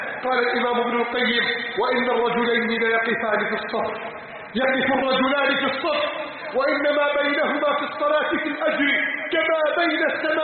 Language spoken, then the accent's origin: Arabic; Egypt; اللهم احفظ بلدنا مصر من كيد عند الكائدين وحقد الحاقدين وتربص الظالمين